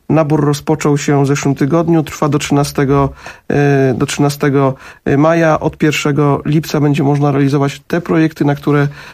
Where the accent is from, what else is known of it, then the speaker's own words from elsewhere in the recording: Jarocin, Greater Poland Voivodeship, Poland; bo ja jestem z Jarocina